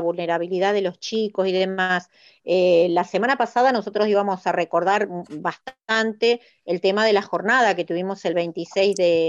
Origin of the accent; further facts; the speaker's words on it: Hurlingham, Buenos Aires Province, Argentina; yo soy de Hurlingham, Silvia, y tenemos la escuela industrial de acá